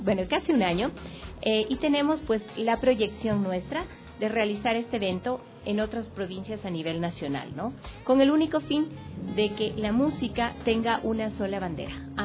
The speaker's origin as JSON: {"language": "Spanish", "country": "Ecuador", "said": "sepamos que todos somos ecuatorianos."}